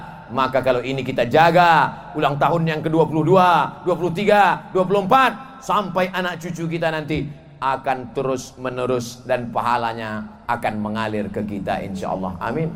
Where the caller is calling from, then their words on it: Banjarbaru, South Kalimantan, Indonesia; Kami dari Banjarbaru, Ustaz.